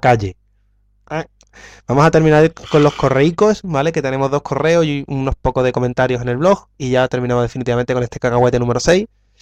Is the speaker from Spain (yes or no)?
yes; Valencian Community, Spain; yo soy valenciano